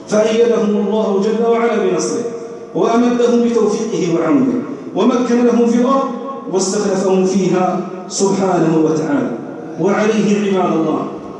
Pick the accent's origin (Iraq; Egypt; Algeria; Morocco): Algeria; من أجل النعم التي ننعم بها في بلادنا الجزائر